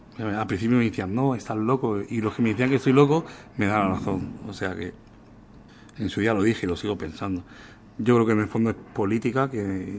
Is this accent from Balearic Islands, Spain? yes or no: yes; Balearic Islands, Spain; como soy mallorquín, porque la gente no se cree